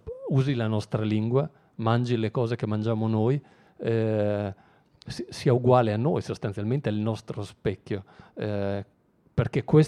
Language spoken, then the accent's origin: Italian; Emilia-Romagna, Italy; io vengo dall'Emilia, che è sempre stata una delle regioni trainanti da questo punto di vista